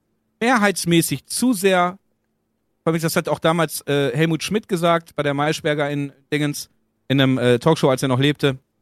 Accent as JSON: {"language": "German", "country": "Germany", "tie": "born or raised there", "said": "wenn ich in diesem Land so groß geworden bin und hier aufgewachsen bin in Deutschland mit unseren Werten, Vorschriften, Vergütung, die wir irgendwo was weiß ich haben."}